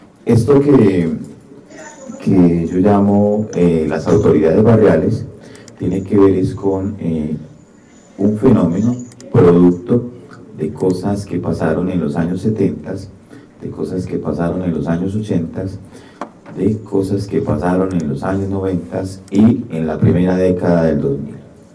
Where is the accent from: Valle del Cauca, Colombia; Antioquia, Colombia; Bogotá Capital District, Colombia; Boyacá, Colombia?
Antioquia, Colombia; Medellín; vengo de la ciudad de Medellín.